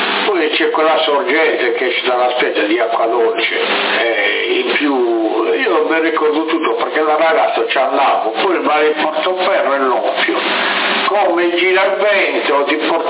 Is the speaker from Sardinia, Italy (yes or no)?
yes; Sardinia, Italy; siamo sardi anche noi, anche se non siamo di Alghero siamo sardi.